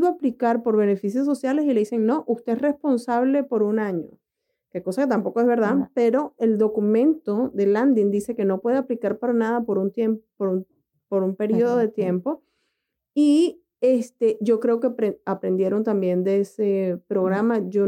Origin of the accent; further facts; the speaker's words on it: Venezuela; Paola es colombiana y yo soy venezolana.